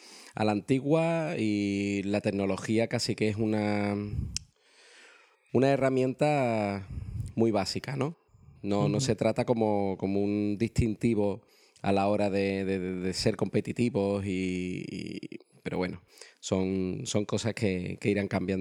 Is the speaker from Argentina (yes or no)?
no; Seville, Andalusia, Spain; moved away as an adult; Pues yo emigré con, te lo digo, 38 años.